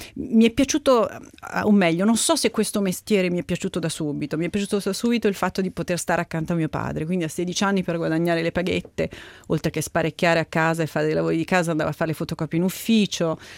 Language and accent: Italian; Todi, Umbria, Italy; Sono nata nel 66 in Umbria. E nata e cresciuta in un piccolissimo paesino, una frazione di Todi che si chiama Cecanibbi, 150 anime, come si suol dire, e i primi 5 anni della mia vita li ho passati lì